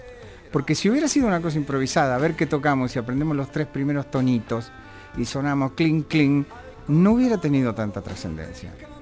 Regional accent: Buenos Aires, Argentina; Yo nací en Mariano Achino Boluapí, eso pertenece a Drago, Coglan y Villurquiza, ese sector. Y siempre me crié por ahí, un poco de Saavedra también.

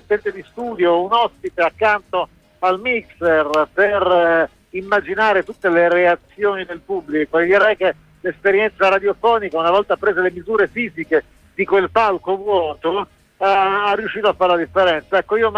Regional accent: Bologna, Emilia-Romagna, Italy; per noi che siamo bolognesi

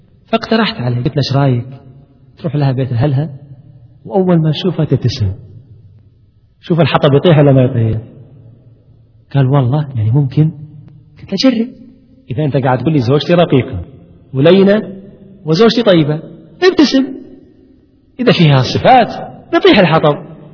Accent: Kuwait; عندنا في الكويت ويتعامل دائما مع مدمنين مخدرات

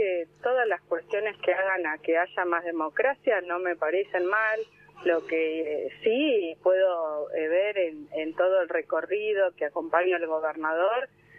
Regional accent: Necochea, Buenos Aires Province, Argentina; Bueno, ustedes están en Bahía Blanca, sí. Yo soy de Necochea.

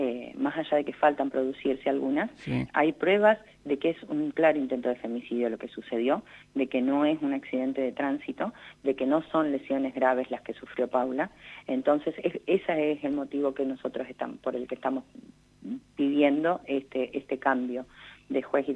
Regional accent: Alvear, La Pampa, Argentina; tanto los que somos de acá de Alvear, como creo que toda La Pampa

